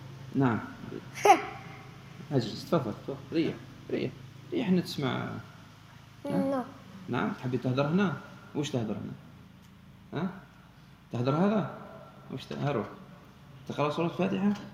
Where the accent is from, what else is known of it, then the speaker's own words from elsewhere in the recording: Algeria; هنا عندنا في الجزائر في شهر رمضان ما تجد إلا الخير